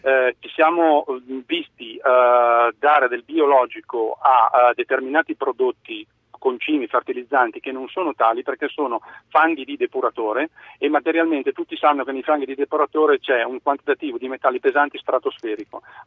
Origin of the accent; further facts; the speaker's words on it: Vercelli, Piedmont, Italy; ma ho detto che sono di Vercelli